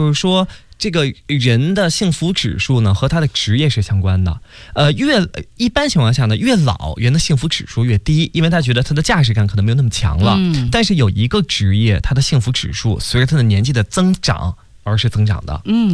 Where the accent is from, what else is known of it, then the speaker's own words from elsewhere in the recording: Beijing, China; accent: Beijing dialect; 这刚才给大家说那是我们北京话哈，